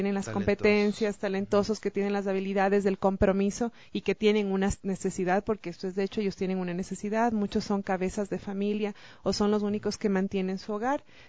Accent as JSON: {"language": "Spanish", "country": "Ecuador", "said": "nos encanta comer como buenos ecuatorianos que somos."}